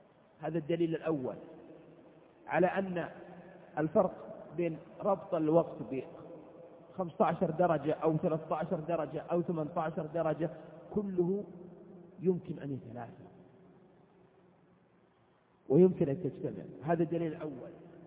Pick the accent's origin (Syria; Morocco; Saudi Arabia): Saudi Arabia; بعض البلاد العربية القريبة من بلادنا المملكة العربية السعودية